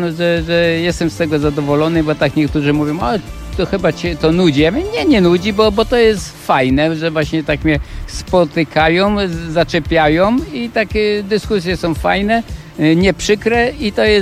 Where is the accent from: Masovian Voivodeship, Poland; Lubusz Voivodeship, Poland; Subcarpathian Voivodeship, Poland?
Lubusz Voivodeship, Poland; Zielona Góra; urodziliśmy się w tym mieście i w tym mieście żeśmy żyli, mieszkali, jeździli